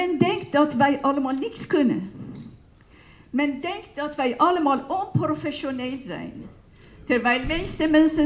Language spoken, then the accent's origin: Dutch; Iran; Dutch is a second language; moved away; Ik ben van Iran gevlucht.